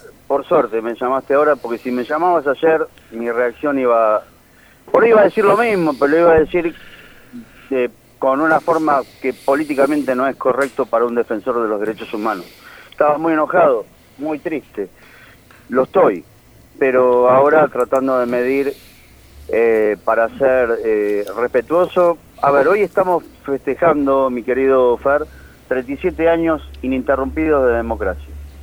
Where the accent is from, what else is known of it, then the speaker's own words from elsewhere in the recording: Mar del Plata, Buenos Aires Province, Argentina; Quien te habla, creció y nací en Mar del Plata, pero crecí al año en una casa que hoy, a sus 91 años, mi madre la define como su palacio.